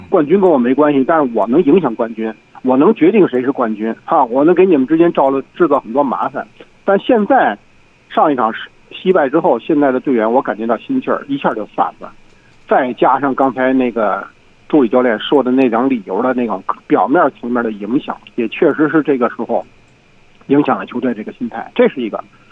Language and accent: Chinese; Beijing, China; 这不是咱们北京人的这个精气神啊